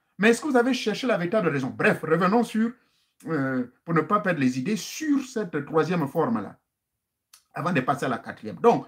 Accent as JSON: {"language": "French", "country": "Gabon", "said": "chez nous au Gabon"}